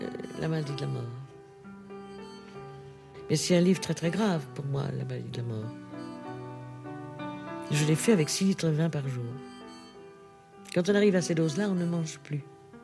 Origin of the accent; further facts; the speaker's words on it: Hauts-de-France, France; Parce que chez nous, dans le Nord, quand on est maigre, on boit de la bière.